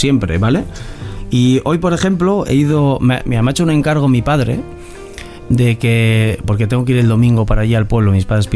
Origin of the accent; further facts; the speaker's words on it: Castile and León, Spain; Entonces yo busco el viaje de Bilbao a Aranda, que está cerca de mi pueblo.